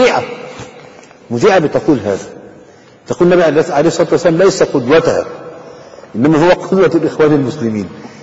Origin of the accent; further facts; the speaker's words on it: Egypt; لكن عندنا في مصر مثلا